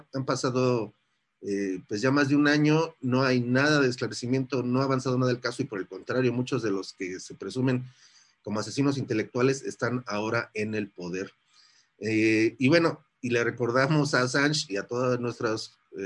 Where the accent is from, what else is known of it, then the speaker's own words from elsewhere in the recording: Mexico; nosotros que somos de México sabemos